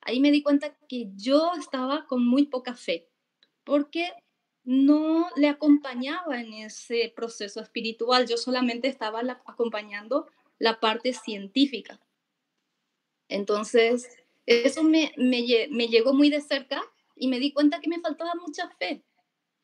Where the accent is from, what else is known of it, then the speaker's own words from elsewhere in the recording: Paraguay; Y soy de Paraguay.